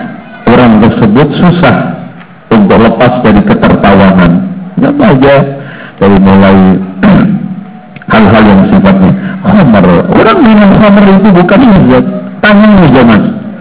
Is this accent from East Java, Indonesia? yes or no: yes; Lamongan, East Java, Indonesia; di daerah Lamongan, daerah saya itu paling gak enak, Pak.